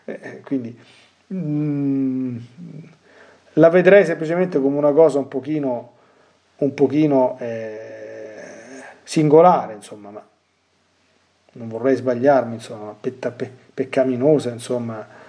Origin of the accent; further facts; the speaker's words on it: Lazio, Italy; qui è successo dalle mie parti un pochino di anni fa, e con il fenomeno qui da queste parti nel sud del Lazio